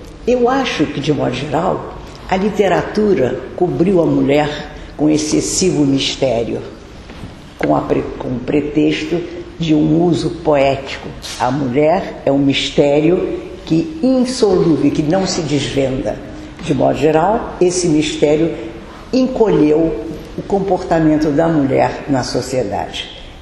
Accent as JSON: {"language": "Portuguese", "country": "Brazil", "said": "Não sei se sabem, sou brasileira, escritora de ofício de vida, não é?"}